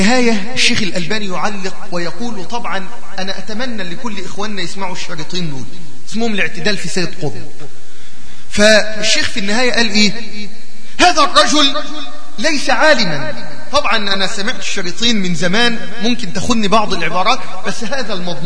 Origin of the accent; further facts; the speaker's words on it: Egypt; زي عندنا في مصر